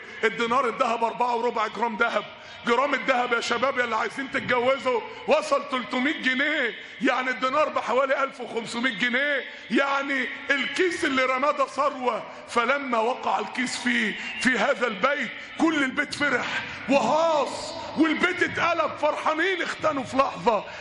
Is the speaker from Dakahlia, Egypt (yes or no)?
yes; Mansoura, Dakahlia, Egypt; كان عندنا في المنصورة شاب من الشباب